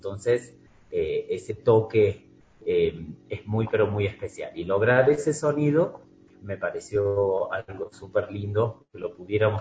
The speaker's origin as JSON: {"language": "Spanish", "region": "Córdoba", "country": "Argentina", "said": "Los tres músicos que interpretamos somos argentinos. Y no de Buenos Aires solamente, sino de distintas provincias. Yo soy de Córdoba"}